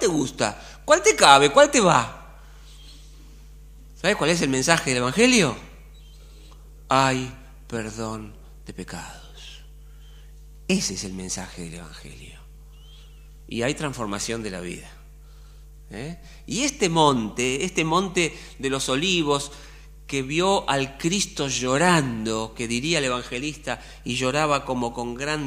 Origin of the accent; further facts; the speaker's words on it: Buenos Aires, Argentina; Yo soy argentino, soy de Acuario, soy de Independiente, nacido en Barracas